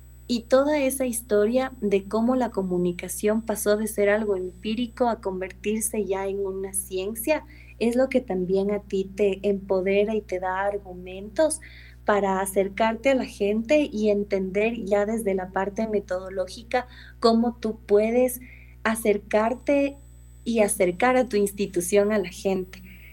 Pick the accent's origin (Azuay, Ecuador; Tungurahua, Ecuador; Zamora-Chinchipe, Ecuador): Tungurahua, Ecuador; Ambato; also born or lived in Quito; Yo soy quiteña, nací aquí en Quito y ahora estoy trabajando aquí. Pero realmente todos mis estudios, escuela, colegio y universidad, los hice en Ambato.